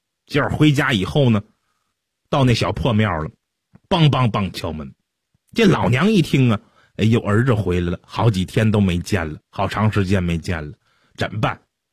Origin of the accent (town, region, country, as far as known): China